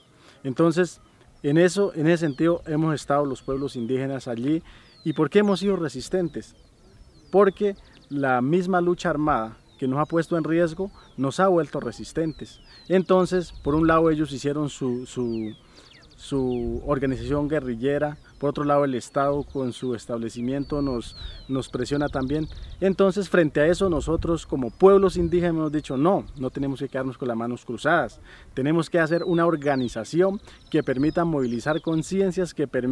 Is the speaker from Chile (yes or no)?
no; Colombia; como comunidades indígenas y como población colombiana